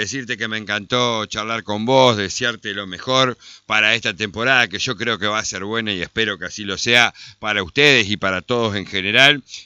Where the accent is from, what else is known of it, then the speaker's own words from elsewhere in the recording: Concordia, Entre Ríos, Argentina; y eso que soy de acá de Concordia.